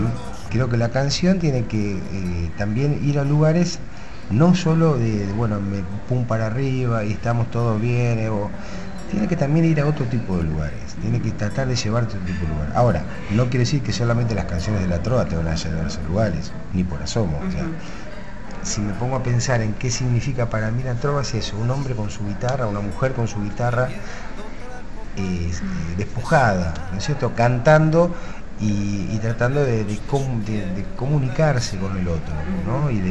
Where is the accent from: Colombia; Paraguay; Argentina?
Argentina; Tolosa, Buenos Aires Province; born there; Sí, todo en la ciudad de La Plata. Nací en Tolosa, un barrio de La Plata.